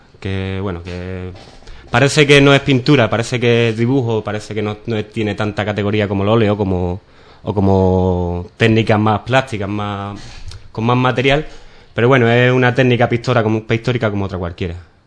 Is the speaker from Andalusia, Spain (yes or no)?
yes; Ubrique, Andalusia, Spain; moved away as an adult; aquí en Ubrique no me conoce mucha gente como pintor. Me conocen más por otras cosas, por mi familia, por haber trabajado en las petacas como todo el mundo.